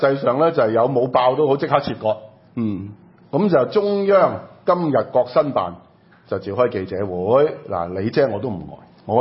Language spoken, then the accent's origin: Cantonese; Hong Kong; 即係你當我哋香港人是傻的咩？